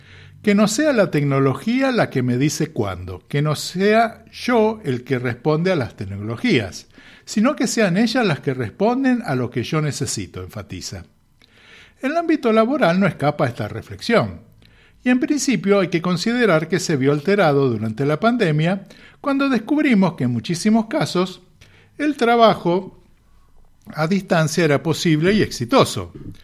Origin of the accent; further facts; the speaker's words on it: Buenos Aires, Argentina; en el caso mío, que venimos de Buenos Aires